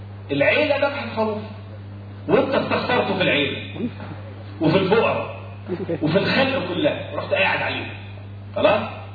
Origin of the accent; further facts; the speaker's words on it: Egypt; انت اكلك وطريقه اكلنا كمصريين